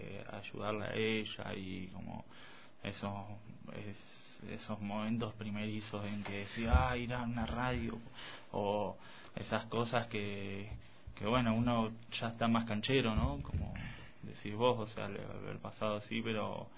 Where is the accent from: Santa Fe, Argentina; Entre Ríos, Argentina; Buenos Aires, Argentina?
Buenos Aires, Argentina; De la capital.